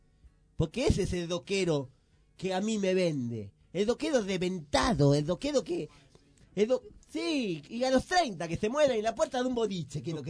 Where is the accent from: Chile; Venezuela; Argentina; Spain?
Argentina; por qué nosotros como argentinos siempre estamos revalorizando que nuestros ídolos sean